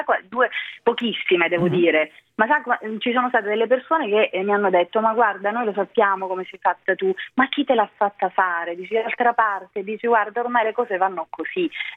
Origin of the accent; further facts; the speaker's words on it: Calabria, Italy; io sono calabrese, davvero ogni goccia del mio sangue appartiene alla Calabria, però la mia è una terra, per quanto meravigliosa, anche molto molto complicata e difficile.